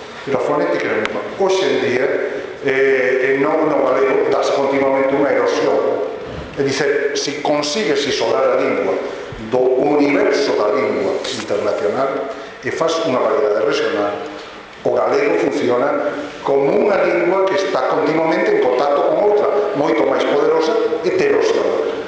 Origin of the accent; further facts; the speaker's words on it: Galicia, Spain; vou como galego, e un prazer estar aquí hoxe e poder usar a miña lingua, o portugués